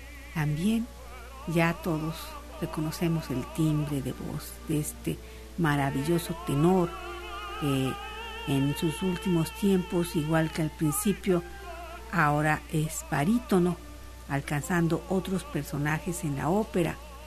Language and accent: Spanish; Guadalajara, Jalisco, Mexico; allá en mi tierra, en el Degollado, en Guadalajara